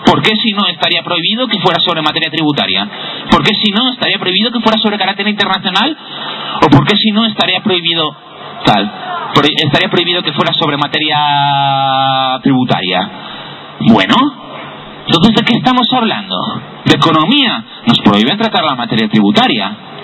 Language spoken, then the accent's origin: Spanish; Oviedo, Asturias, Spain; Yo soy de Oviedo. Nací aquí.